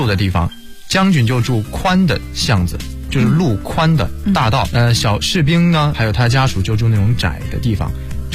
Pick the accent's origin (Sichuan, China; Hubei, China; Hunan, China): Sichuan, China; Chengdu; now in Beijing, China; 我来自成都，现在呢在北京读大学，今年十八岁。